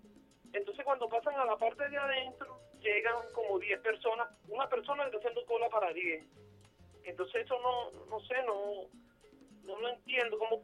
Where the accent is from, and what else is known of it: Venezuela